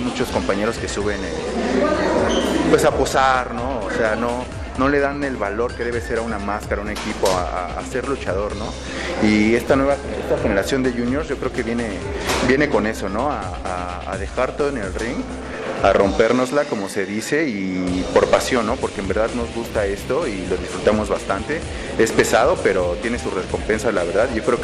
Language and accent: Spanish; Mexico City, Mexico; yo soy del DF, pero bueno, ¿qué te digo? También traigo sangre tapatía, ¿no?